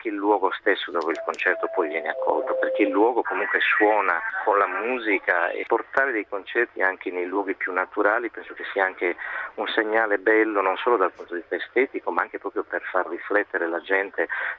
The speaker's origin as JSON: {"language": "Italian", "town": "Berchida", "region": "Sardinia", "country": "Italy", "tie": "born or raised there", "said": "inizieranno il 12 giugno nel mio paese natale, evidentemente Berchida"}